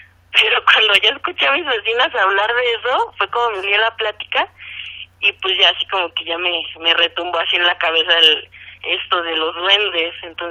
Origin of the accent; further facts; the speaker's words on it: Toluca, State of Mexico, Mexico; Sí, mira, yo soy de Toluca.